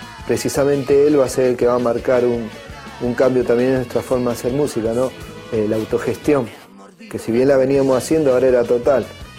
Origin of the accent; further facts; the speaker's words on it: Mendoza, Argentina; now in Buenos Aires, Argentina; esa cuestión nos trajo a Buenos Aires, sabiendo de que íbamos a seguir siendo mendocinos y no nos íbamos a dejar cambiar tan fácil.